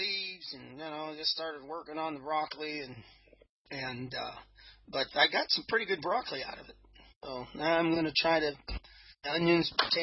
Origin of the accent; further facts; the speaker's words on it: United States; Well, I got Irish in me. I'm American, really.